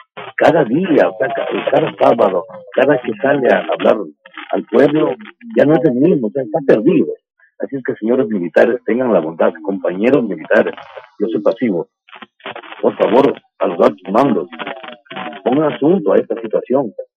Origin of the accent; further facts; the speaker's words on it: Ecuador; Somos ecuatorianos.